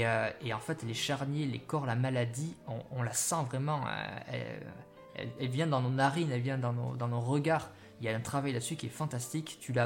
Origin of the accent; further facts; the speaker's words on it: Bayonne, Nouvelle-Aquitaine, France; on est originaire du côté de Bayonne, tous les deux. Et donc c'est en Aquitaine.